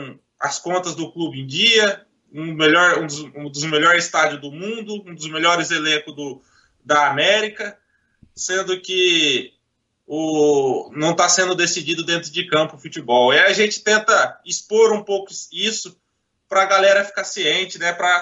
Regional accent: São José do Rio Preto, São Paulo, Brazil; Sou aqui do interior de São Paulo, São José do Rio Preto. Tenho 27 anos.

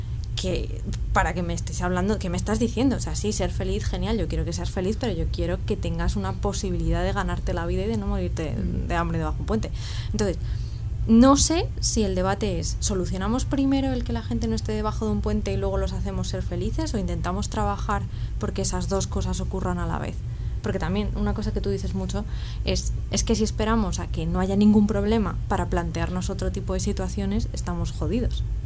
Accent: Rivas-Vaciamadrid, Community of Madrid, Spain; O sea, yo soy de Rivas.

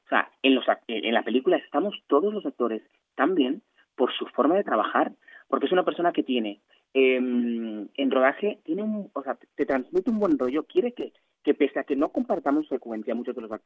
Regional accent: Vicente Noble, Barahona, Dominican Republic; yo vengo de un país de la República Dominicana, o sea, vengo de la República Dominicana, vengo de un pueblo del sur que se llama Vicente Noble, del que estoy orgullosísimo.

